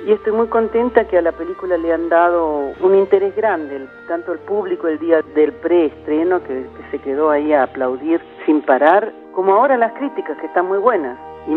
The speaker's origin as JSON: {"language": "Spanish", "country": "Argentina", "said": "soy una cineasta argentino-alemana."}